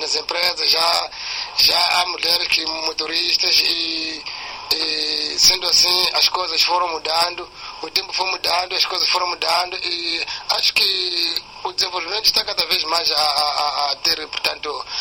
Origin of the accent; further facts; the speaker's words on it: Xai-Xai, Gaza, Mozambique; sou daqui da cidade de Xai-Xai.